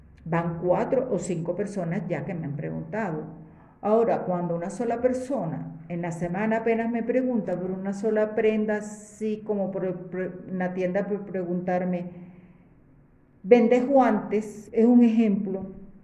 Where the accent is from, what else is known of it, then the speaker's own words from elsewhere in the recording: Colombia; Yo no tengo por qué decir que soy venezolana, porque no soy venezolana, soy colombiana.